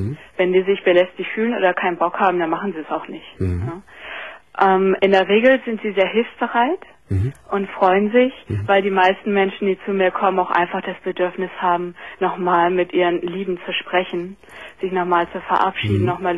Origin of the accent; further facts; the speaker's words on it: Hamburg, Germany; now in Munich, Germany; Ich komme auch aus Hamburg.